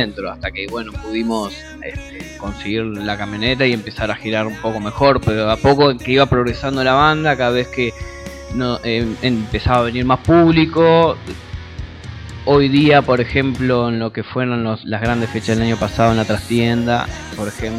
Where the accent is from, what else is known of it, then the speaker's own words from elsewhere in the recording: Neuquén, Argentina; now in Buenos Aires, Argentina; yo soy de Neuquén.